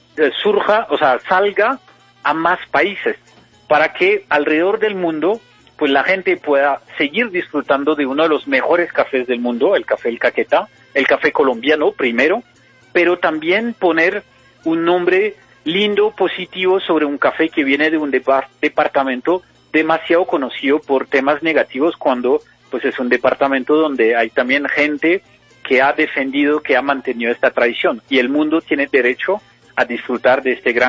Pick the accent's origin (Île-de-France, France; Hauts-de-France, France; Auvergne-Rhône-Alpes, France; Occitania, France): Auvergne-Rhône-Alpes, France; Lyon; Yo soy de Lyon.